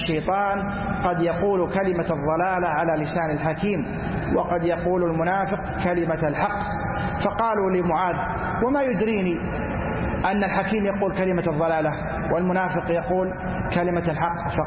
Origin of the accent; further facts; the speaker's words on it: Saudi Arabia; أما نحن ولله الحمد في بلادنا المملكة العربية السعودية